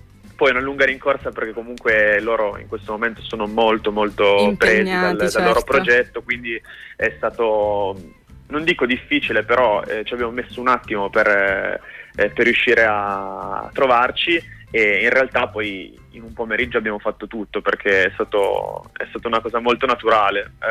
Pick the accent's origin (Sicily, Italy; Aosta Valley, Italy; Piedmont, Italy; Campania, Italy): Piedmont, Italy; Io non sono proprio di Torino, sono vicino Cuneo, però comunque diciamo che musicalmente posso identificarmi nella scena torinese